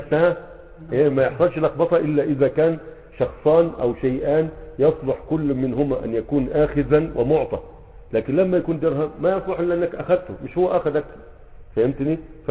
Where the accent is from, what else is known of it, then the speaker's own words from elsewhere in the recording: Egypt; يعني عندنا في مصر يقول لك فلان هيجيب لك الكافية